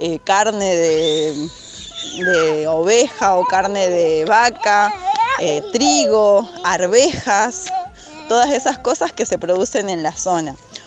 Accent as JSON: {"language": "Spanish", "region": "Tarija", "country": "Bolivia", "said": "yo que soy de Tarija, que es Bolivia, es zona de valle, donde se produce maní, maíz, papa."}